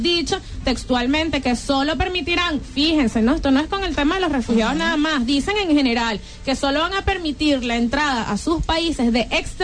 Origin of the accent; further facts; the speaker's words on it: Venezuela; a lo mejor yo, como venezolana, quiero ir a Eslovenia